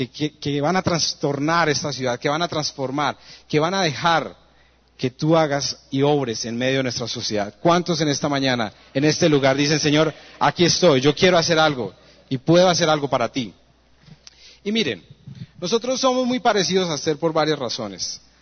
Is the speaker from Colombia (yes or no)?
yes; Colombia; born there; ¿por qué nacimos en Colombia? ¿Por qué nacimos en la ciudad que nacimos?